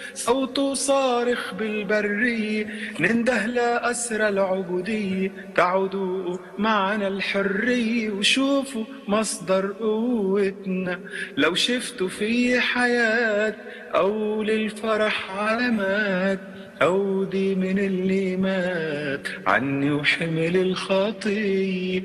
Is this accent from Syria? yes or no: yes; Syria; وانا سوري بعدني كنت بسفر جاي من سان دييغو وسايقين على الطريق